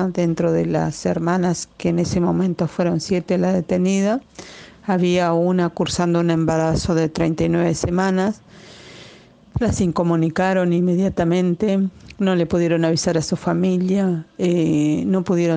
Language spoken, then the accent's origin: Spanish; Patagonia, Argentina; soy Mapuche Tehuelche. Soy de la parte del territorio que hoy se conoce como Argentina, en la zona sur, Patagonia.